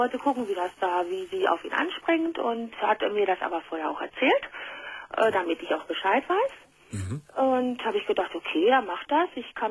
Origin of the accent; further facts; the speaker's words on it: Spain; Ich bin Spanierin.